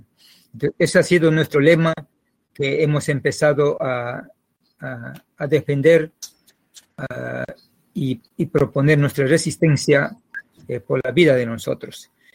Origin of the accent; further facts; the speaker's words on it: Pastaza, Ecuador; soy quicho originario de Pastaza, de la Amazonía.